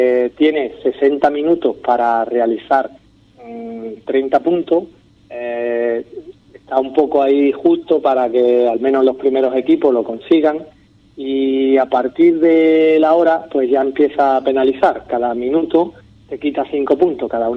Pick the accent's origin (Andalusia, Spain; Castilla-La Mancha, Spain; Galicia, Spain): Andalusia, Spain; Ubrique; cuántas cosas tiene Ubrique que yo no sabía, ¿sabes? Y eso que yo me considero un conocedor de mi pueblo